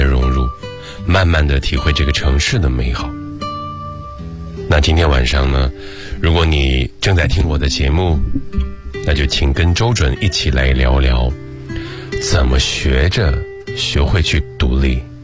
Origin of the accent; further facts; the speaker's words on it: Shandong, China; now in Beijing, China; 我从小不在北京长大，我从小在山东长大。我来北京十几年了